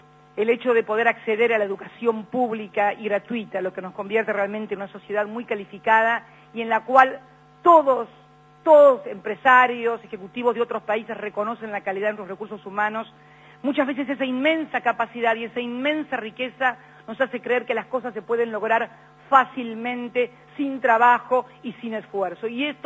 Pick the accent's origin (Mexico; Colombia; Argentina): Argentina; Nuestro país no es un país fácil. No somos fáciles los argentinos. Somos gente difícil.